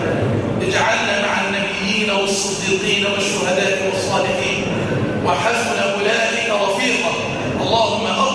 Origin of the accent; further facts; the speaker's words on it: Egypt; اللهم اجعل بلدنا مصر في كنفك وأمانك